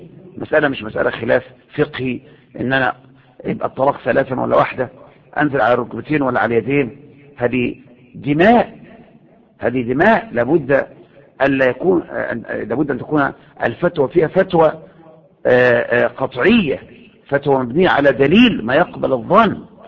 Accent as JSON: {"language": "Arabic", "country": "Egypt", "said": "المظاهرات اللي عندنا في مصر"}